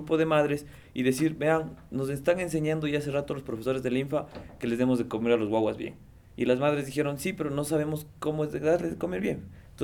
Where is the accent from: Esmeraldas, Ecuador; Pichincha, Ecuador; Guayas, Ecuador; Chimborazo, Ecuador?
Pichincha, Ecuador; Quito; yo soy del sur de Quito, y yo más bien he venido del sur de Quito construyendo todo un discurso